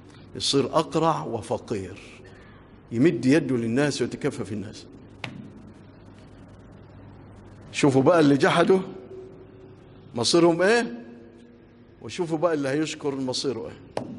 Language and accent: Arabic; Egypt; اللهم اجعل بلادنا مصر آمنة مطمئنة